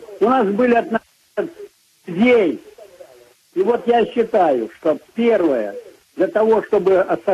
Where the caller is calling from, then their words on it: Saratov, Saratov Oblast, Russia; Вот я из Саратова. Мы из Саратова.